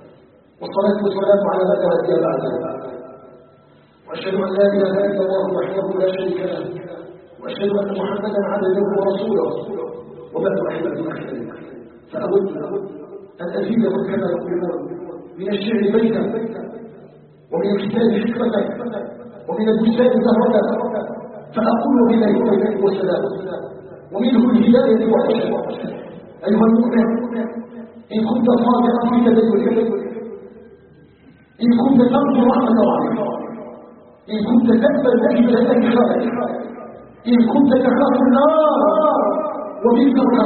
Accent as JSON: {"language": "Arabic", "country": "Algeria", "said": "أن يجعل بلادنا الجزائر بلدا آمنا مؤمنا"}